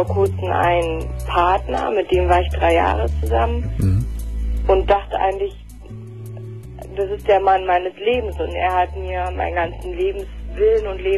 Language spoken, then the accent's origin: German; Potsdam, Brandenburg, Germany; moved away; Also ich komme eigentlich aus Potsdam.